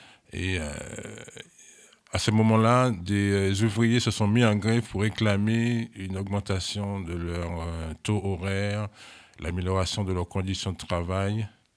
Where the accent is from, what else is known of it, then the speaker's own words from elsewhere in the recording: Martinique; Oui, on reste dans la zone des Caraïbes. Moi, je viens de Martinique.